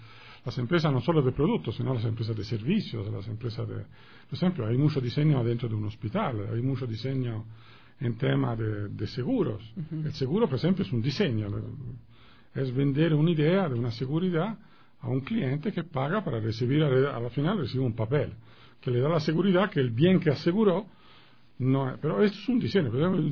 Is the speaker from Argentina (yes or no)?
no; Florence, Tuscany, Italy; Spanish is a second language; Yo vuelvo y repito, soy italiano, soy florentino, nosotros tenemos en la ciudad un museo al aire abierto